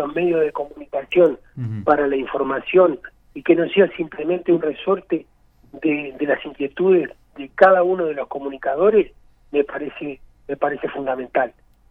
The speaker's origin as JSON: {"language": "Spanish", "region": "Maldonado", "country": "Uruguay", "said": "Yo soy de Maldonado y voy a seguir trabajando para Maldonado."}